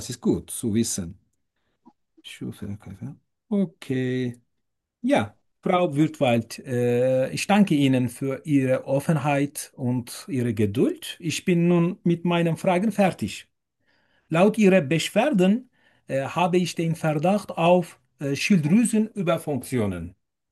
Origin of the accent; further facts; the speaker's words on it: Turkey; German is a second language; moved away as an adult; now in Germany; Ich komme aus der Türkei. Ich bin 41 Jahre alt und lebe seit etwas mehr als 2,5 Jahren in Deutschland.